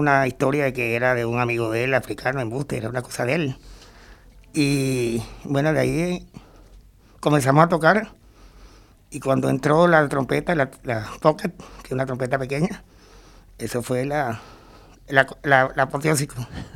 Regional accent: Venezuela; yo soy venezolano y Venezuela la llevo yo por dentro. No, yo no necesito ir a Venezuela para sentir Venezuela. Yo soy parte de Venezuela.

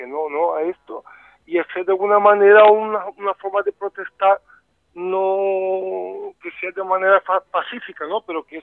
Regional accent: Brazil; de corazón soy mitad brasileño y mitad

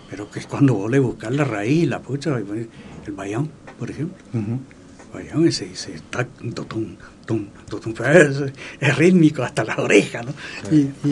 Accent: Santo Tomé, Corrientes, Argentina; a la vez Santo Tomé, mi pueblo, como Paso de los Libres, por ejemplo, también como Alvear, están frente mismo a Brasil.

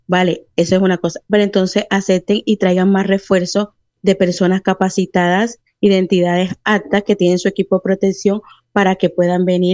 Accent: Colombia; Porque claro, yo soy de Colombia

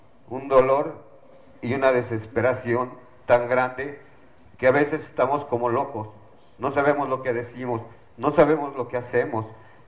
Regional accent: Tlaxcala, Mexico; Nosotros somos del estado de Tlaxcala y es muy diferente la situación.

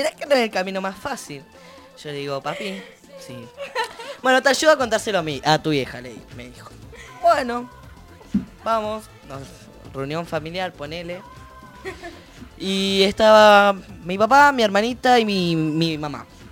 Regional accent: Neuquén, Argentina; now in La Plata, Argentina; acá en La Plata también. Yo soy de Neuquén, vale la aclaración, y me está costando empezar

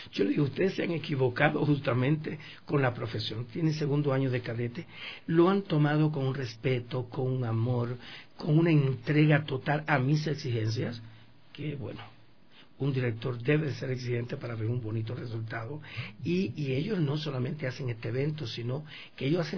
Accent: Cuba; Yo les digo, por ejemplo, en mi país, en Cuba, yo formar un actor, una obra de teatro

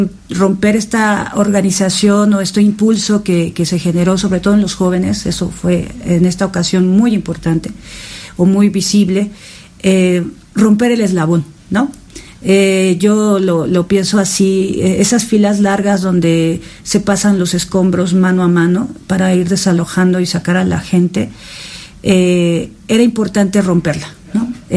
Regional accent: Mexico; Tenemos este carácter como mexicanos

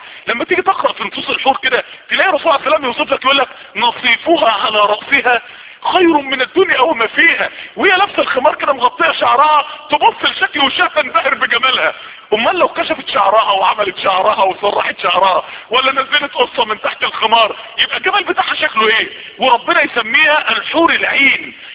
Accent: Mansoura, Dakahlia, Egypt; ما يعرفوش ان انا من المنصورة

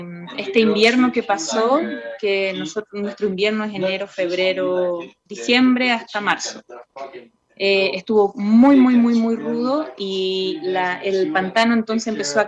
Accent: Chile; como buena chilena, extraño un poquito a veces las montañas, los cerros y como el, ese horizonte que nos da, sí, para los que nacemos cerca de las montañas

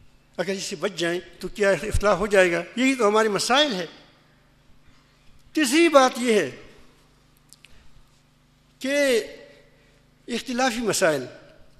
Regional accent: Pakistan; میں نے کہا کہ میں پاکستانی ہوں،

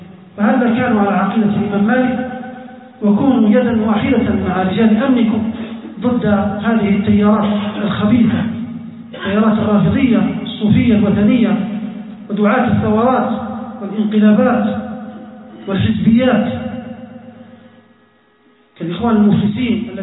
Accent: Libya; حتى في بلادنا ليبيا

